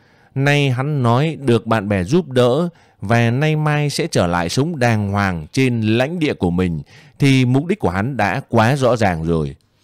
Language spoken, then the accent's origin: Vietnamese; Hanoi, Vietnam; born there; tôi sinh ra ở Hà Nội, chưa biết đến quê hương